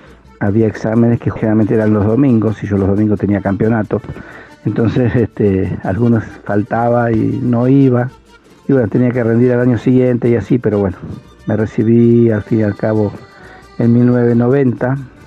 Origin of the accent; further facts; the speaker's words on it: Argentina; este arte que nos representa como argentinos